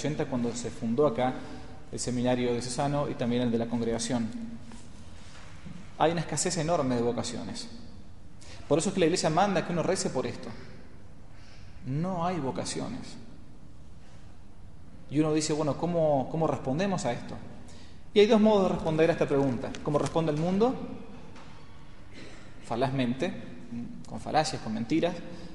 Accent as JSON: {"language": "Spanish", "town": "San Isidro", "region": "Buenos Aires Province", "country": "Argentina", "said": "Yo provengo de la diócesis de San Isidro, en Buenos Aires"}